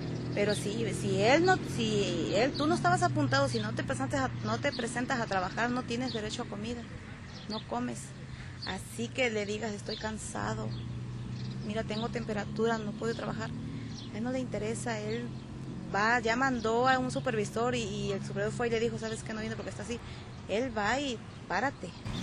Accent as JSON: {"language": "Spanish", "country": "Mexico", "said": "ni a un mexicano se le permite que es mexicano, que somos mexicanos. Yo desde los 12 años he trabajado."}